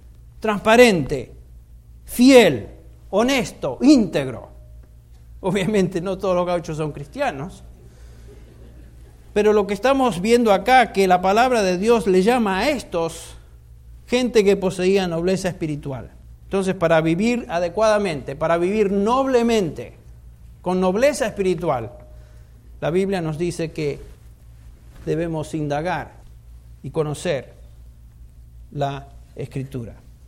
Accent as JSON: {"language": "Spanish", "country": "Argentina", "said": "Aquellos que somos argentinos tomamos mate."}